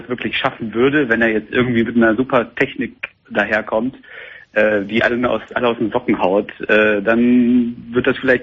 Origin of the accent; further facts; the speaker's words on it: Wolfsburg, Lower Saxony, Germany; ich rufe an, ich komme aus Wolfsburg.